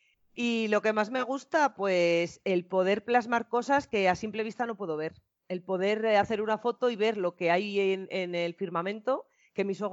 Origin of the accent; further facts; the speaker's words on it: Burgos, Castile and León, Spain; hasta que hubo un curso en Burgos, que yo soy de Burgos